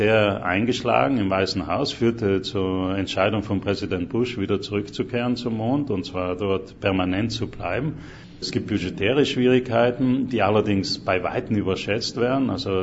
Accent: Trentino-Alto Adige, Italy; moved away as an adult; now in United States; bin Südtiroler, seit über 40 Jahren jetzt in den USA.

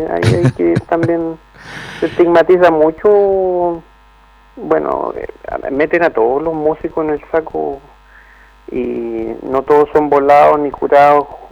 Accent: Puente Alto, Santiago Metropolitan, Chile; born there; also born or lived in Valparaíso; now in Quellón, Chile; yo soy puentealtino y voy a seguir siendo puentealtino toda la vida de nacimiento, soy porteño corazón, yo añoro, mi cuerpo se divide en varias partes, mis chakras se abren y se trasladan entre Puente Alto y Valparaíso, y hoy día soy quellonino chilote

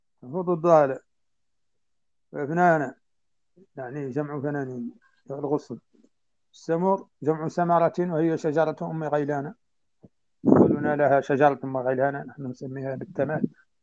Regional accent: Mauritania; يعني النبات عندنا في موريتانيا هو نفس الطالح في المدينة يشبهه تماما

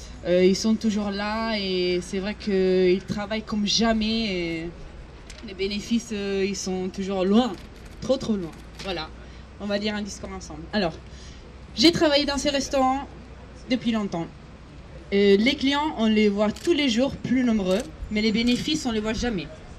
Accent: Italy; French is a second language; now in Paris, France; je me présente vite fait. Je suis italienne, je vais bientôt avoir 25 ans. Et la ville de Paris et cet restaurant, ils m'ont accueilli il y a maintenant 2 ans et demi.

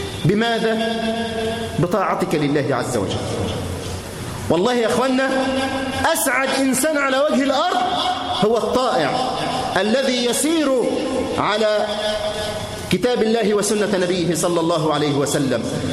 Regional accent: Egypt; اللهم احفظ بلدنا مصر من كل مكروه وسوء

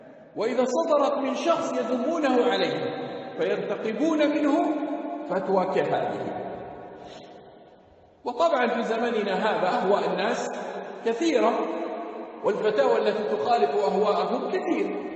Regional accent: Jordan; واحد هنا عندنا في الأردن على المنبر اتهم الشيخ بهذا

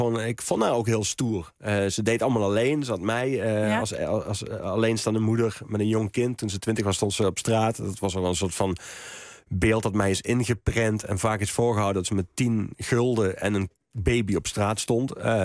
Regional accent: Horst, Limburg, Netherlands; ik kom uit Horst, of uit Amerika, gemeente Horst

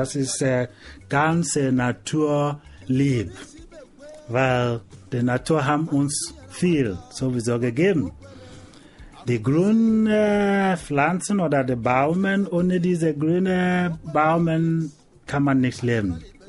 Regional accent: Nigeria; Ich komme aus Nigeria und ich bin auf dem Volk, einer von den Volk in Nigeria. Ich bin ein Igbo.

